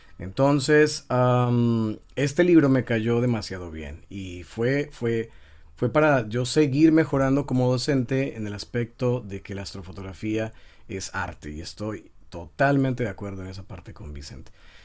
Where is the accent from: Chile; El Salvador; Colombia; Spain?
Colombia; now in Tijuana, Mexico; Yo soy colombiano, hace 6 años estoy aquí en Tijuana, México.